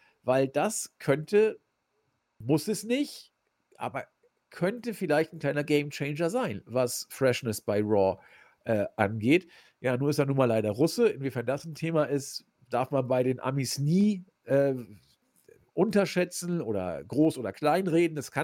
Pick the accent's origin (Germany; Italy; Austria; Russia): Germany; Hamburg; Ich als Hamburger